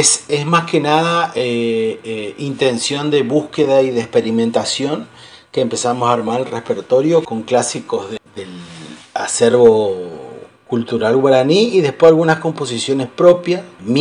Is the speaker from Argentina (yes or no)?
yes; Argentina; Soy un guitarrista argentino